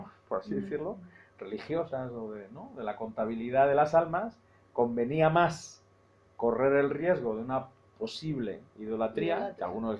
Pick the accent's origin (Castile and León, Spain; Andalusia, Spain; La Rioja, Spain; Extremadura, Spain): Andalusia, Spain; Seville; Ahí en mi tierra, en Sevilla